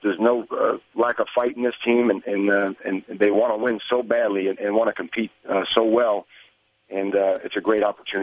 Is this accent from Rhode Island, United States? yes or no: no; New Jersey, United States; Obviously, growing up in New Jersey, born and raised with him.